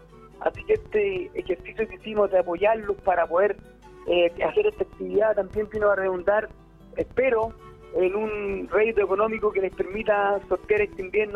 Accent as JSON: {"language": "Spanish", "town": "Puente Alto", "region": "Santiago Metropolitan Region", "country": "Chile", "tie": "born or raised there", "said": "porque yo me crié en Puente Alto toda mi existencia, y a última hora me vine al Pantacopo, compadre."}